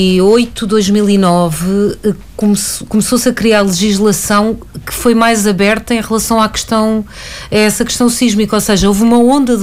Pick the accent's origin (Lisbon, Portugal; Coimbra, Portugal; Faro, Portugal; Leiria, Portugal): Lisbon, Portugal; eu que cresci em Benfica